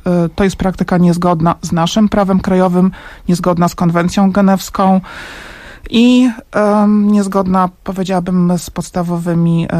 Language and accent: Polish; Warsaw, Masovian Voivodeship, Poland; ja jestem warszawianką i od początku tego kryzysu uchodźczego jestem aktywna